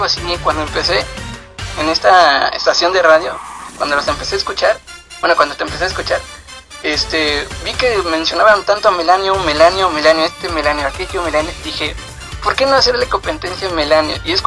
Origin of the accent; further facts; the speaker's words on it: Valle de Chalco, State of Mexico, Mexico; Un municipio de acá de México, que es Valle de Chalco.